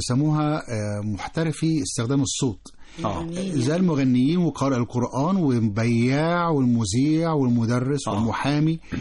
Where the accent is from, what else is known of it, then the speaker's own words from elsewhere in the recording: Egypt; كلمة البرد برضو عندنا في مصر بتنطق على اي واحد مراخيره مسدودة